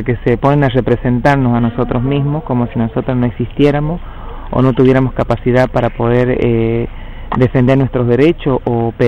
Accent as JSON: {"language": "Spanish", "region": "Cuyo", "country": "Argentina", "said": "OMTA de la comunidad Huarpe San Luis, y venimos desde el territorio del Cuyum, desde que ahora se llama San Luis, San Juan y Mendoza. Bueno, somos preexistentes al Estado argentino"}